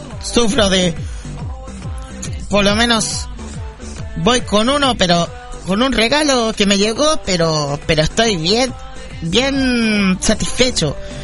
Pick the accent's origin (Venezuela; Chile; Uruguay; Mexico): Chile; Así que para mis amigos de Argentina, también de Chile, mis compatriotas chilenos, por supuesto